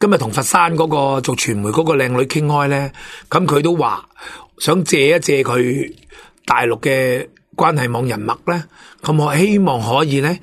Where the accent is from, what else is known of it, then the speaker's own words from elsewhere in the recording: Hong Kong; 我哋香港人唔中意共产党